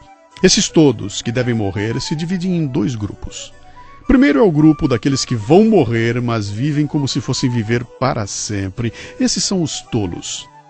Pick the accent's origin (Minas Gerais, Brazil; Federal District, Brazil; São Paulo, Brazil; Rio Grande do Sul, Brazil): Minas Gerais, Brazil; me lembrei com saudade da minha infância em Minas.